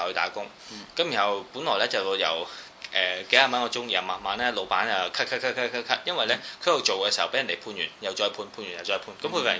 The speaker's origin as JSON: {"language": "Cantonese", "country": "Hong Kong", "said": "我作為一個香港人，我望到你，我都覺得羞恥。"}